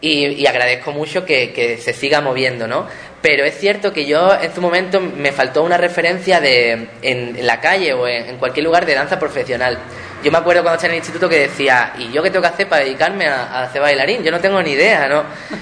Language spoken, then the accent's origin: Spanish; Ubrique, Andalusia, Spain; y yo de aquí, que vengo de Ubrique.